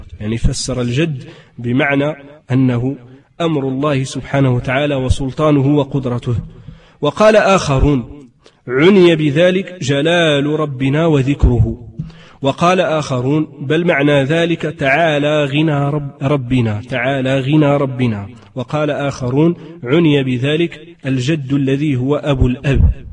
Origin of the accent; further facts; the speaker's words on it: Morocco; accent: Moroccan Arabic; ويقال له بدارجتنا العامية يعني المغربية يقال له الزهر